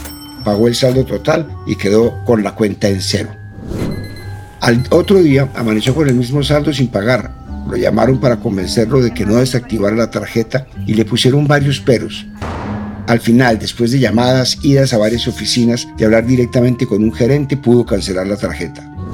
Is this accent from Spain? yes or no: no; Colombia; Si hay un sentimiento que nos une como colombianos, son las quejas contra las instituciones públicas y privadas